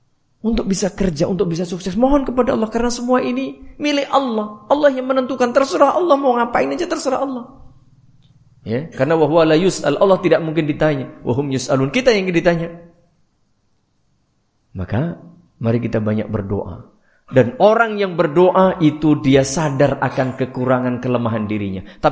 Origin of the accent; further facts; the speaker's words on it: Java, Indonesia; Nah, cara Jawa tepat pokoknya. Karena saya orang Jawa.